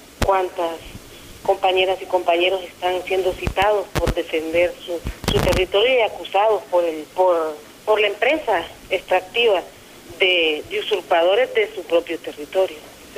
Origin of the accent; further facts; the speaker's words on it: Honduras; este gobierno en el que estamos sumidos como hondureños